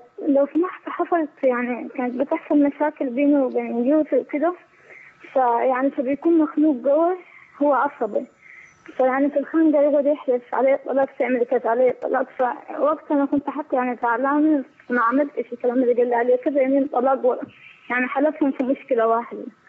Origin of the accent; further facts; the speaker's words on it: Egypt; now in Saudi Arabia; أي أنا مصرية